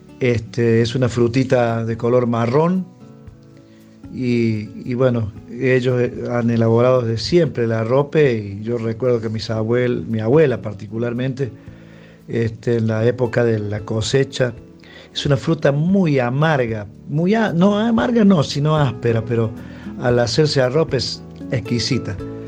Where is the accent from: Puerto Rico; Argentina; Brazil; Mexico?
Argentina; Capilla del Monte, Córdoba; soy de Capilla del Monte, me he criado más al norte, tirando al Carrizal, Las Lajas, ahí nos hemos criado.